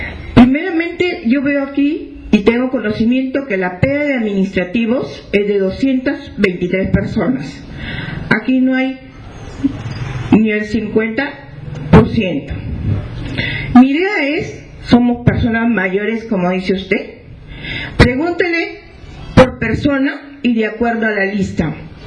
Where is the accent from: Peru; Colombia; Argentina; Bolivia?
Peru; Piura; porque yo soy una de las personas que vengo desde Piura con mis compañeros, entonces los de Piura nos perjudicamos desde un inicio